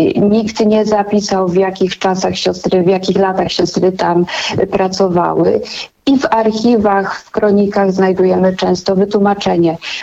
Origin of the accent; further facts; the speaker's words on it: Pińczów, Świętokrzyskie Voivodeship, Poland; Ja sama przyznam, pochodzę z małej miejscowości w Świętokrzyskim Pińczów.